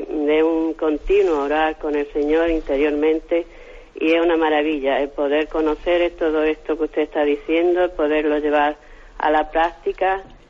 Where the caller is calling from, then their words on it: Málaga, Andalusia, Spain; de Málaga.